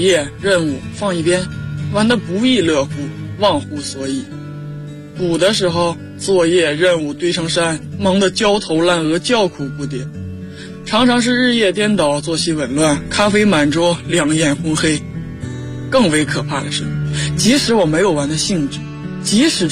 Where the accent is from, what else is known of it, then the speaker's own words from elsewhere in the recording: Jilin City, Jilin, China; 来自吉林省吉林市，我在南京大学。距离我的家乡1994公里